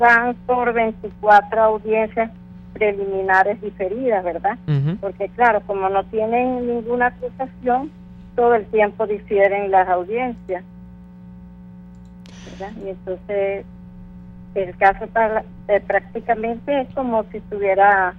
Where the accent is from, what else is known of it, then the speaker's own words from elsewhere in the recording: Acarigua, Portuguesa, Venezuela; ya que somos de Acarigua, estado Portuguesa, ¿verdad?